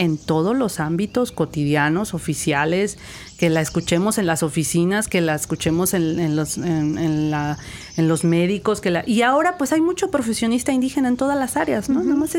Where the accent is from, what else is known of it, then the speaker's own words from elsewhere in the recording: Huasteca, Mexico; yo que crecí en la Huasteca, pues que pudiera haber educación en Tenec o en Náhuatl. Mi municipio se habla Tenec y Náhuatl